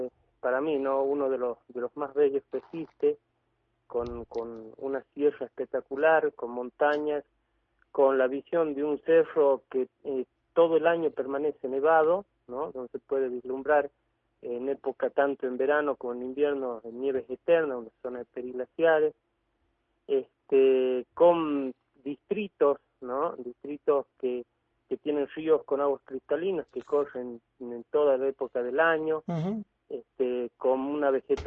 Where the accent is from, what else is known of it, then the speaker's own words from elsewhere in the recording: Avellaneda, Buenos Aires Province, Argentina; born there; now in Catamarca, Argentina; He vivido. Yo he nacido allí en Buenos Aires, ¿no?